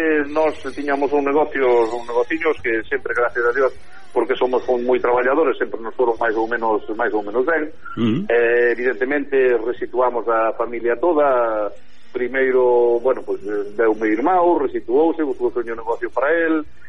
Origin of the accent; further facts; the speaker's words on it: Galicia, Spain; O carácter noso galego, eu son moi galeguista, son moi galego, pero somos un pueblo difícil de comprender e difícil de gobernar.